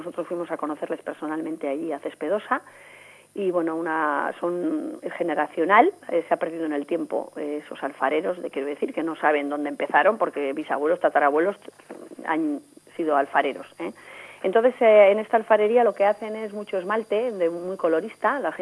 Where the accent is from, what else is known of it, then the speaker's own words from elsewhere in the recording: Artziniega, Basque Country, Spain; hacer homenaje a mi pueblo, que es Archiniega.